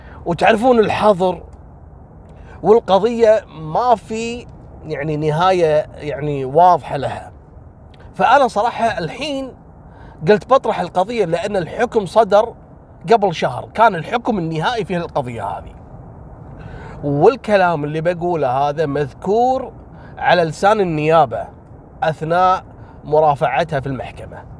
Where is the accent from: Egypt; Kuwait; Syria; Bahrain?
Kuwait; عندنا في الكويت